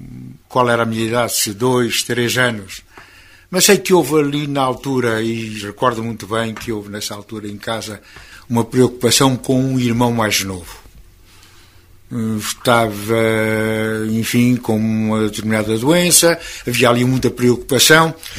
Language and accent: Portuguese; Lagares da Beira, Centro, Portugal; born there; Claro, nasci em Lagares da Beira.